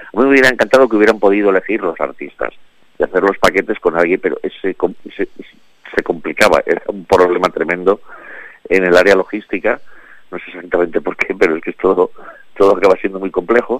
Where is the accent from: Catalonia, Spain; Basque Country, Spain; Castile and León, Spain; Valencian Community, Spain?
Valencian Community, Spain; Claro, no te olvides, soy valenciano.